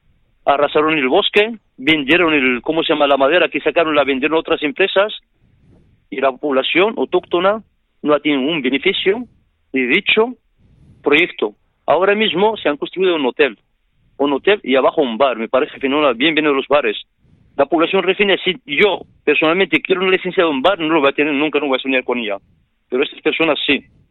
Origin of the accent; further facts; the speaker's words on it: Ajdir, Tanger-Tetouan-Al Hoceima, Morocco; Spanish is a second language; now in Almería, Spain; yo como soy del pueblo de Ashdir y de la provincia de Alhucemas, yo aprendí el dialecto marroquí, lo aprendí aquí en Almería. ¿Sabes? Yo en el colegio directamente estudiaba en árabe clásico y francés. Luego sigue el secundario en inglés.